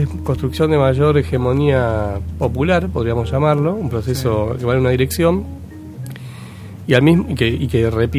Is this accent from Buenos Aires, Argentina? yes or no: yes; Buenos Aires, Argentina; como porteño no conocía cuáles eran realmente los motivos de tanta violencia social